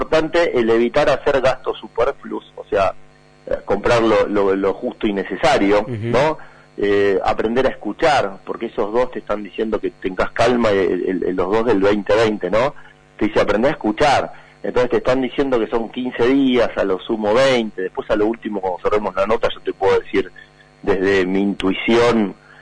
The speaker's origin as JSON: {"language": "Spanish", "country": "Argentina", "said": "Ahora vamos a ver qué nos pide a nosotros como argentinos, ¿no?"}